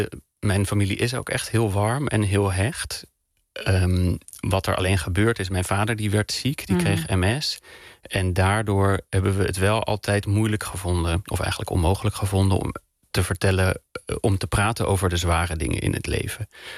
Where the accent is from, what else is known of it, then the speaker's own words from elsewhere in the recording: Bussum, North Holland, Netherlands; Ik kom uit Bussum. Hè? Hoe white middle class privileged wil je het hebben?